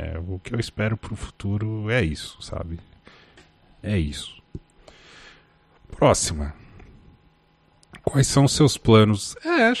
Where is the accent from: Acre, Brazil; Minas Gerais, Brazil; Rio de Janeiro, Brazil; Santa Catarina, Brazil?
Santa Catarina, Brazil; Lages; seria onde eu cresci, a minha casa original, assim, em Lages, Santa Catarina